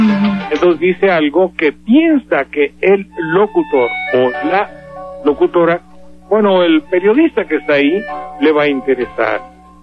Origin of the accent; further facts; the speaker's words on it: Veracruz, Mexico; Obvio, pues si somos de Veracruz, caramba, caracho.